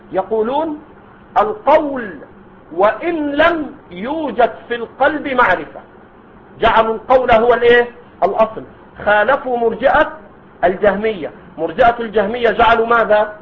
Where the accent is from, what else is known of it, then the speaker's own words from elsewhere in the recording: Egypt; هذا عندنا في مصر موجود، ما أدري عندكم